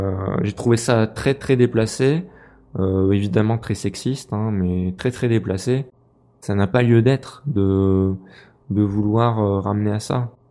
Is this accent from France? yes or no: yes; Clermont-Ferrand, Auvergne-Rhône-Alpes, France; je suis un local. Je suis de Clermont-Ferrand, donc voilà. Superbest, c'est pas très loin. Je suis un local de l'étape.